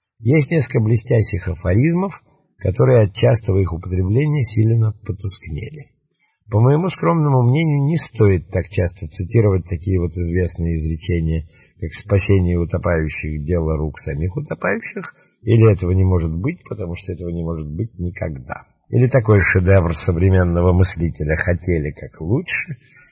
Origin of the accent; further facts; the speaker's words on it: Saint Petersburg, Russia; born there; now in Moscow, Russia; Я родился в Петербурге, в доме, где жил Римский Корсаков, Загородный проспект 28. В 1924 году переехал с семьей на Казанскую улицу, номер 8/10